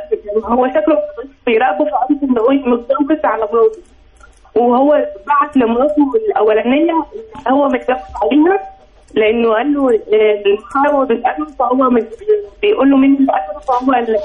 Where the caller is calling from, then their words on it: Giza, Giza Governorate, Egypt; من الجيزة.